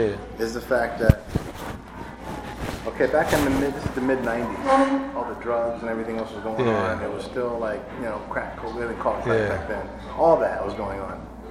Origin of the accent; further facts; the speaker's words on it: New York City, New York, United States; also born or lived in Los Angeles; I'm from Manhattan. I lived in LA 15 years.